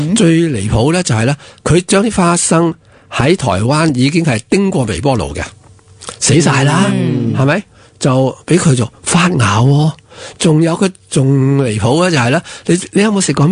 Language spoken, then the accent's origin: Cantonese; Hong Kong; 其实我哋香港人最唔科学就系我哋以为咁先系科学嘛。